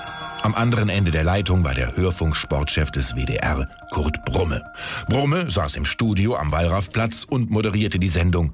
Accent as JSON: {"language": "German", "country": "United Kingdom", "accent": "British", "second_language": "German", "said": "Mit meinem typisch britischen Akzent antwortete ich, ein bisschen Regen, aber sehr windig, manchmal auch Sonne."}